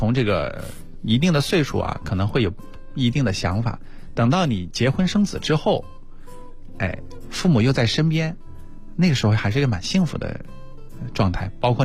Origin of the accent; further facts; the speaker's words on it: Hunan, China; 我作为湖南人，我也不同意。